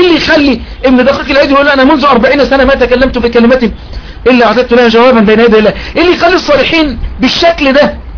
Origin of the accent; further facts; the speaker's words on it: Egypt; وأن يحفظ بلدنا مصر وسائر بلاد